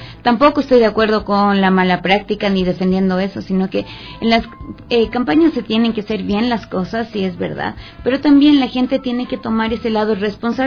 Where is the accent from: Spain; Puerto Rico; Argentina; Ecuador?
Ecuador; como somos buenos los ecuatorianos para echarle la culpa al otro de lo que yo no hago bien